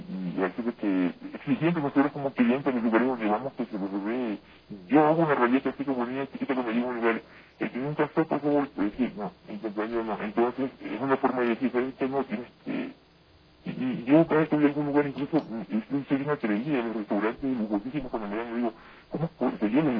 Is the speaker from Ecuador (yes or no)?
yes; Ecuador; Somos manaditas, somos ecuatorianos todo y todo, es parte de un territorio